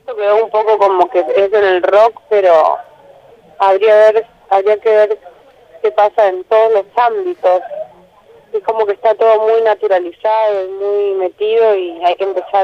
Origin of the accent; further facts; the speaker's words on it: Trelew, Chubut, Argentina; now in Buenos Aires, Argentina; Me encanta siempre volver al sur. Soy de allá y me siento de allá, aunque hace muchos años vivo acá. Pero me encanta volver y, no sé, soy de Trelew, a pleno.